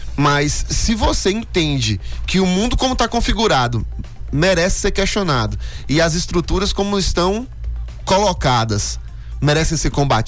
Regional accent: Brumado, Bahia, Brazil; eu sou de Brumado, sou do sertão baiano, né? E aí, quando eu mudei pra Conquista

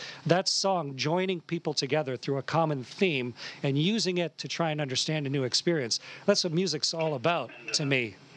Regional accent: Canada; And I'm so delighted as a Canadian to be part of this.

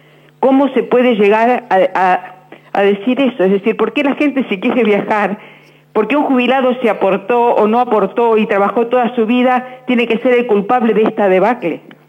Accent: Morón, Buenos Aires Province, Argentina; soy de Morón.

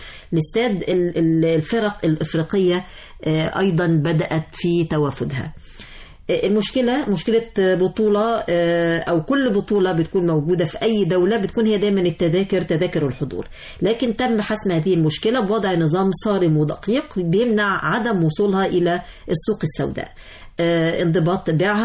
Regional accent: Egypt; جمهورنا المصري بيمتلك من التحضر ومن الضيافة الكثير

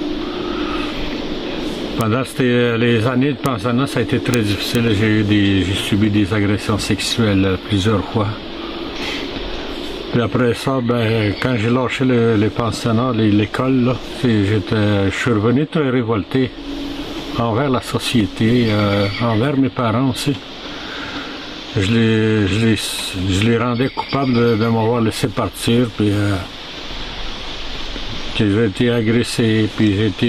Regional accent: Wemotaci, Quebec, Canada; Je suis originaire de Wimotaché, je suis Atikamekw. Moi, je suis né en forêt dans le territoire à mon père, en 1952, en hiver en plus.

